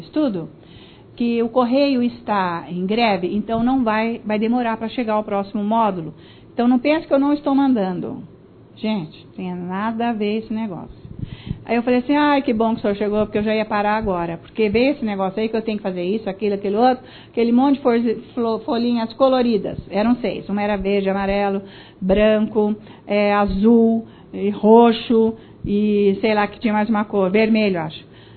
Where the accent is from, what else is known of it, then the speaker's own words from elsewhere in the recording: Italy; Portuguese is a second language; Eu sou italiana.